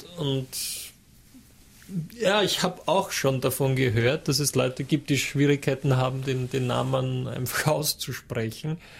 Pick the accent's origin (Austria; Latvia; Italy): Austria; Hollabrunn, Lower Austria; Ich komme aus Hollerbrunn ursprünglich.